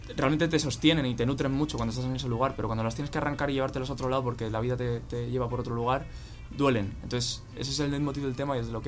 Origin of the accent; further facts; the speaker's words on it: Spain; accent: Castilian; tengo acento castellano, evidentemente, no parezco nativo